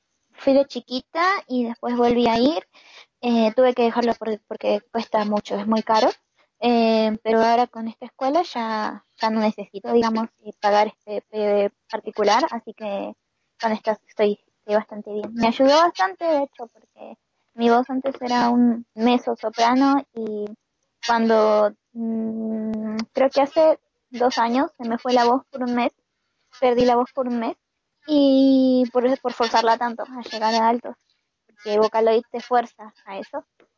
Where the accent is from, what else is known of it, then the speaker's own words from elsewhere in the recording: Peru; now in Argentina; Digo, yo soy peruana, pero vivo en Argentina. Soy peruana con descendencia japonesa, pero actualmente vivo en Argentina.